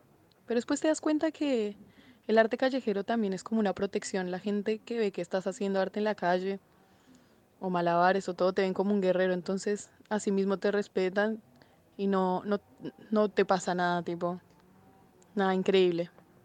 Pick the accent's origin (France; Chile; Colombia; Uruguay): Colombia; de Colombia.